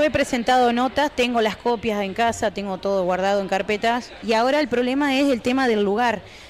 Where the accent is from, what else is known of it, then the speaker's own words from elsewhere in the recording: Toay, La Pampa, Argentina; Nosotros somos de Toay.